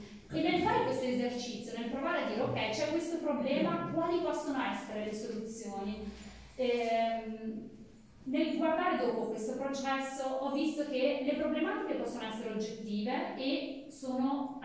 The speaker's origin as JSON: {"language": "Italian", "town": "Biella", "region": "Piedmont", "country": "Italy", "tie": "born or raised there", "lives_now": "Pavia, Italy", "said": "in cui mia mamma era di origine calabrese. Il papà è friulano, io sono nata e cresciuta a Bielle, in Piemonte, e per lavoro negli anni successivi mi sono spostata a vivere in Lombardia, prima a Milano, poi a Pavia."}